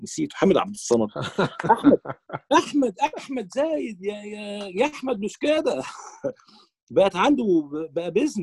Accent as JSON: {"language": "Arabic", "country": "Palestine", "said": "وانا كفلسطيني بيني وبينك عندي مشكله مع اصحاب الفلسطينيين هنا"}